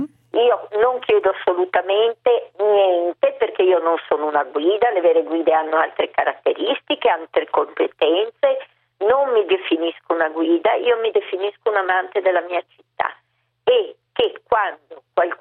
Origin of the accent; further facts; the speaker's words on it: Venice, Veneto, Italy; alla fine poi ha prodotto questi giri in barca guidati da me come veneziana